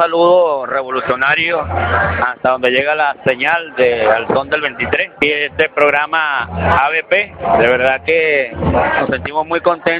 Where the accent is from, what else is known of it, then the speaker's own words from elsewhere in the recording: Falcón, Venezuela; nosotros pues acá, que venimos de la tierra de … de esa tierra falconiana